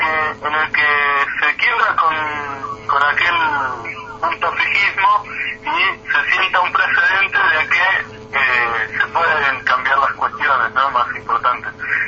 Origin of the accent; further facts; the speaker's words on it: Argentina; nuestra tendencia como argentinos